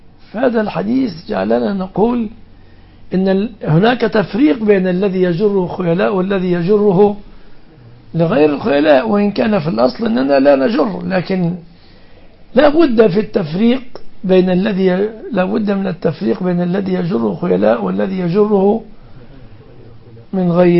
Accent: Egypt; وفي بلادنا مصر على أثرهم تهرع

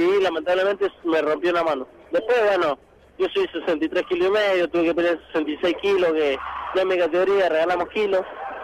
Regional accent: Mendoza, Argentina; moved away as an adult; now in Buenos Aires, Argentina; a Buenos Aires, vine con lo poco y nada, una mano atrás y otra adelante, vengo a buscar un sueño, tuve que salir de Mendoza porque bueno, lamentablemente ayer no se me dan las posibilidades ni económicas ni de peleas tampoco

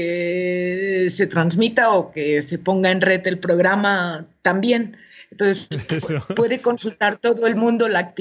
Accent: Girona, Catalonia, Spain; also born or lived in El Salvador; now in Mexico; catalana, de Girona. Uh-huh. … pues vivo en México ahora ya desde hace 13 años y otros 6 antes en El Salvador, entonces ya... Bueno, llevo como casi 20 años por estos rumbos, ¿no? Por Latinoamérica.

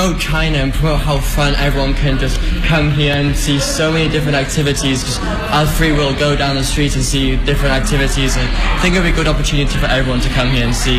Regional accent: Wales, United Kingdom; I come from Wales in the UK.

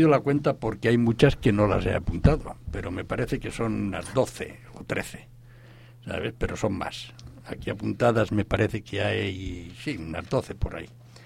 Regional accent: Villena, Valencian Community, Spain; Pues El Quijote lo leí por primera vez en Villena, de donde yo soy.

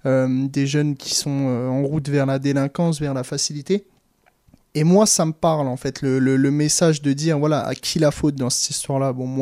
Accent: Mont-Saint-Martin, Grand Est, France; je suis né à Mont-Saint-Martin. J'ai vécu pendant longtemps, et j'y vis encore avec mes parents, évidemment, à Mont-Saint-Martin. Et c'était particulièrement... nous, on a habité toute la plus grande partie de mon enfance, donc dans le quartier, entre guillemets, chaud.

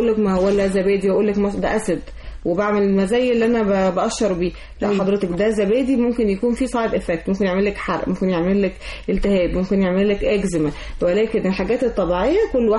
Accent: Egypt; واحنا كمصريين اول ناس طلعنا

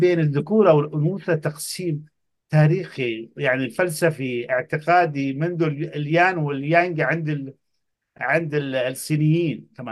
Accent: Yemen; أنا طبعا من اليمن لاحظت انتشار السحر

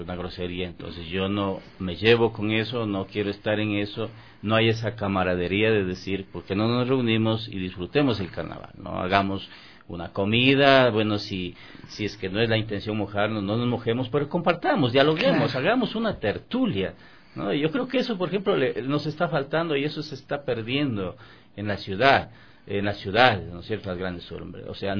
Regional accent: Vilcabamba, Loja, Ecuador; yo en mi tierra, yo soy de Vilcabamba, yo soy de Loja, ¿no? Entonces, por ejemplo, allá nosotros hacíamos eso, salíamos por el barrio, porque yo vengo de Viena, o sea, de Viena adentro, no soy de la ciudad.

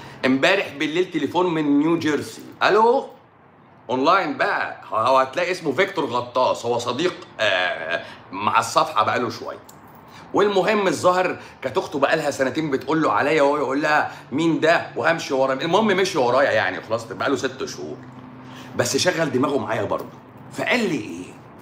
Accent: Egypt; انا مصري وببيع كلام اهو، انا مصري وببيع كلام اهو.

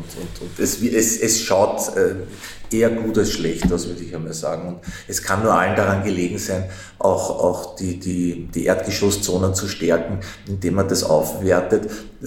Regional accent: Vienna, Austria; Als Wiener ist man das ja gewohnt, über Bezirksgrenzen hinweg zu wohnen

